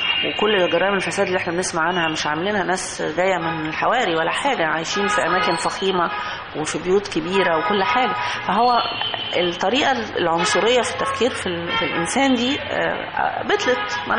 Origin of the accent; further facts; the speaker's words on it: Egypt; هو طبعا احنا عندنا في مصر مشكله كبيره نامت في السنوات الاخيره